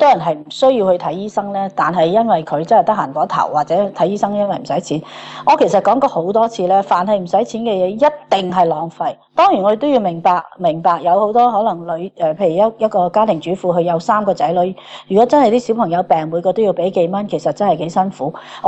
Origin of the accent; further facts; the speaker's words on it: Australia; 即係我哋澳洲人可能可以係俾多20% 或者買貴少少都我哋願意